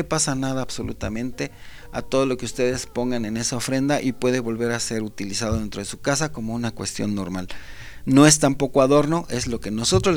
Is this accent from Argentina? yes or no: no; Mexico; como mexicanos